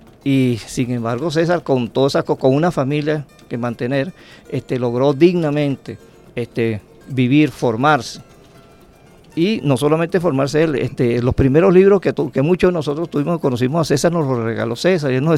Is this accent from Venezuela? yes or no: yes; Venezuela; lo que nos hacen ser como somos, venezolanos, echa para adelante